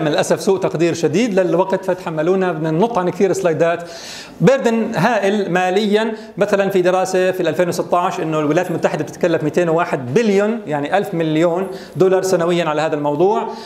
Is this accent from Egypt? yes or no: no; Jordan; الان الواقع في الاردن، ما الوضع عندنا في الاردن؟